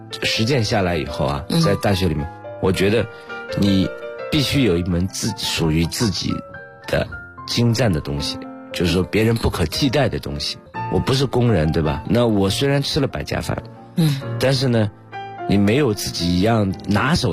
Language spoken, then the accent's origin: Chinese; Yixing, Jiangsu, China; 对，那就是我骨子里啊，它还是宜兴的这些根基的东西。